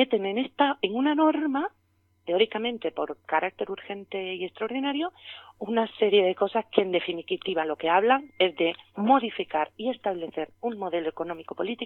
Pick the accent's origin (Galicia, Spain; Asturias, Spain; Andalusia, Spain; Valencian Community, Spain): Andalusia, Spain; las víctimas, que somos la sociedad andaluza